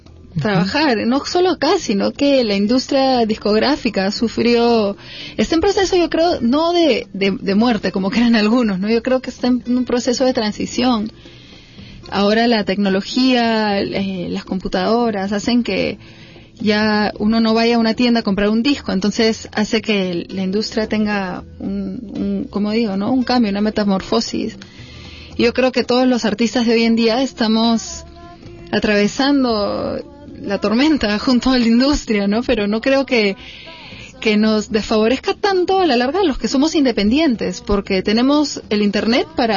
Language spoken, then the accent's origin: Spanish; Peru; mi interpretación como una peruana joven, ¿no? Como mujer